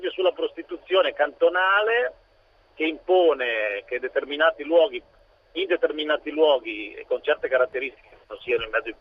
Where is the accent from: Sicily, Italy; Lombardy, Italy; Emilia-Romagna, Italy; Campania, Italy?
Lombardy, Italy; Varese; Io sono di Varese.